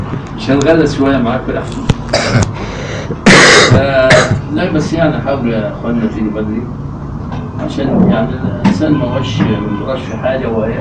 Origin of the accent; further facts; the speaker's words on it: Egypt; أنا كمصري لا يستوقفنا أحد مصريين يقول ما معنى كلمة كذا؟